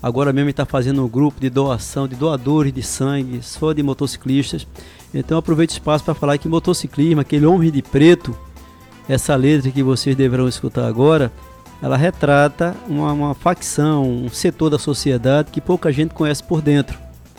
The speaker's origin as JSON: {"language": "Portuguese", "region": "Pernambuco", "country": "Brazil", "said": "a nossa identidade como pernambucanos e como nordestinos que somos."}